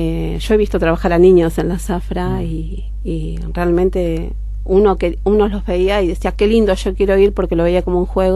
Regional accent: Buenos Aires, Argentina; also born or lived in Monteros, Tucumán; familia es de Río Seco, de un pueblito muy chiquito que está en la zona sur de Tucumán. Ajá. Nosotros vinimos para Buenos Aires cuando yo tenía 2 años.

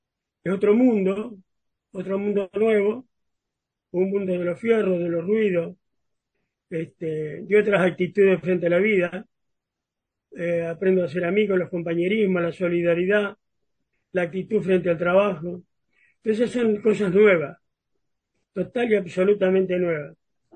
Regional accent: Pie de Palo, San Juan, Argentina; also born or lived in Santa Fe / Chilecito; Yo nací en Santa Fe, pero antes de llegar a Córdoba yo me doy cuenta que estoy en el planeta Tierra, en un pueblo que se llama Pie de Palo, que es la precordillera sanjuanina, mi papá era ferroviario.

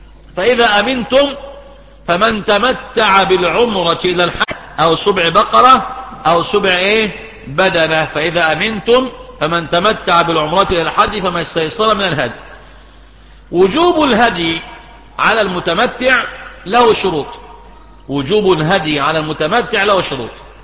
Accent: Egypt; يعني مثلا عندنا في مصر ميقات أهل مصر إيه؟ رابغ.

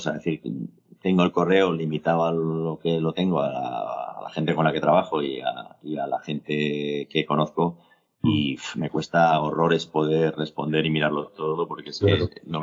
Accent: Madrid, Community of Madrid, Spain; me gustan todas las ferias del mundo, pero como yo soy de Madrid, pues en la que firmas es la de Madrid normalmente.

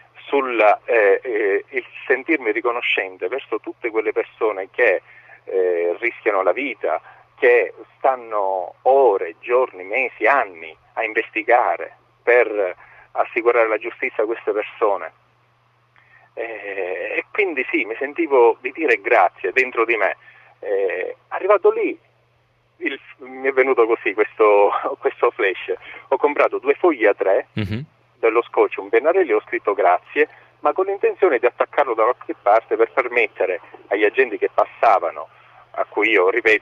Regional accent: Trapani, Sicily, Italy; now in Palermo, Italy; vengo da Trapani, okay. E lavoro qui a Palermo.

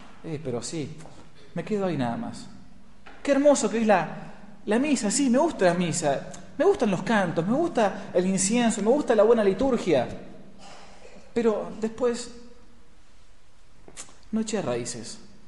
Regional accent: Buenos Aires, Argentina; now in San Rafael, Argentina; De donde yo vengo, en Buenos Aires, uno cava un poco y fácilmente llega al medio metro de tierra.

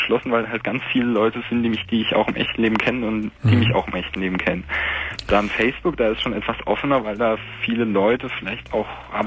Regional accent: Hesse, Germany; Also er wohnt in Bayern und ich komme aus Hessen.

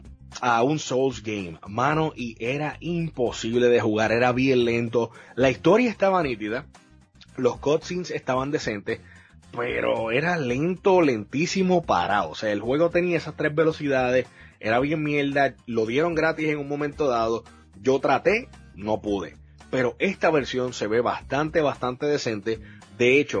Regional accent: Puerto Rico; Yo recuerdo eso así como que creciendo en Puerto Rico.

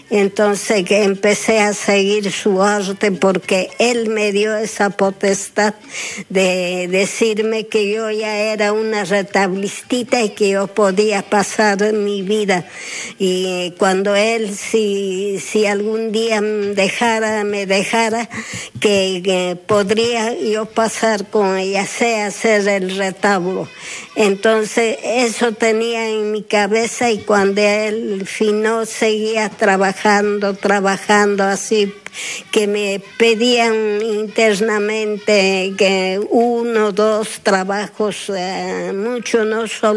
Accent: Ollantaytambo, Cusco, Peru; Sí, yo soy de allá, de Ollantaytambo, que yo nací allí.

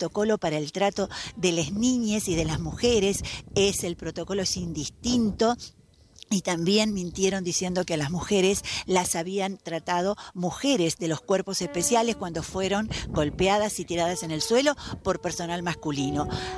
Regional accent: Las Grutas, Río Negro, Argentina; vengo desde Las Grutas

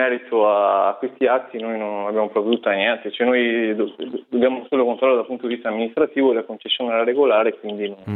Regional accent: Chioggia, Veneto, Italy; Sì, sono di Chioggia

